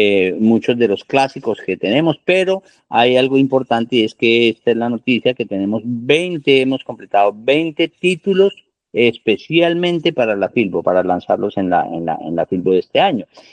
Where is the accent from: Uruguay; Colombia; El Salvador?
Colombia; uno como colombiano está en primera fila con la Filbo